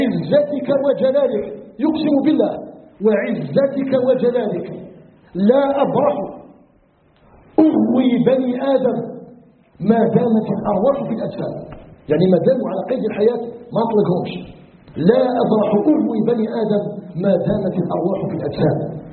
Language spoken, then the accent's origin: Arabic; Algeria; أن يجعل بلدنا الجزائر بلدا آمنا مطمئنا وسائر بلاد المسلمين